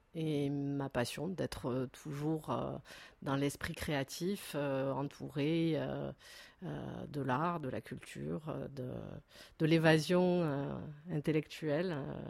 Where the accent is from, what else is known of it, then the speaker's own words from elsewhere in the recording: Sète, Occitanie, France; Donc je suis de Sète, qui est une ville où l'art aussi a beaucoup d'importance.